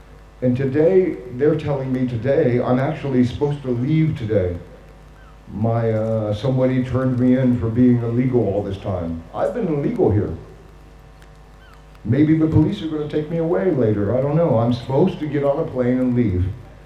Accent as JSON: {"language": "English", "country": "United States", "moved": "yes", "lives_now": "Amsterdam, Netherlands", "said": "For me, as an American, there's not too many Americans that are illegal refugees, right?"}